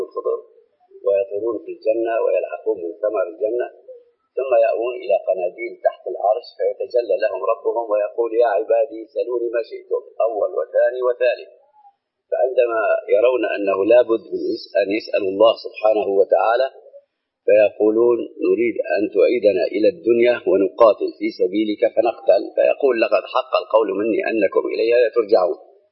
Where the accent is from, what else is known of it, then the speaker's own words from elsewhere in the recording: Aleppo, Aleppo Governorate, Syria; عندنا في حلب هو مرجع حلب كلها